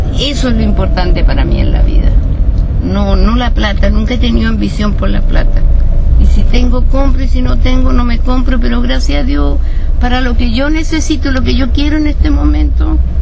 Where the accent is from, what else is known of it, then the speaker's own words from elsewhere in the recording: Chile; also born or lived in Germany; Yo nací en Alemania, pero me crié, me eduqué en Sudamérica, por no decirte Chile. Chile.